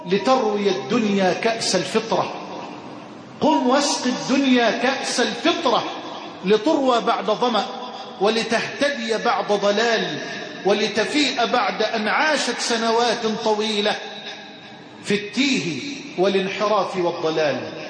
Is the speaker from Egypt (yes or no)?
yes; Egypt; اللهم اجعل بلدنا مصر واحة للأمن والأمان